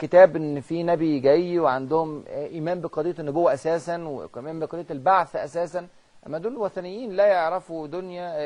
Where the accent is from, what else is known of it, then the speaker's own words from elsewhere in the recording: China; Arabic is a second language; احنا عندنا في الصين 3 ديانات رئيسية،